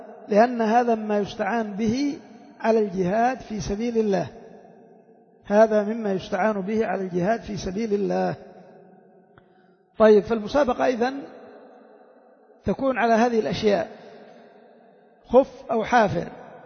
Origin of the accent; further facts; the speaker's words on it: Yemen; إلا عندنا في اليمن لا راكب ولا صياد ولا شيء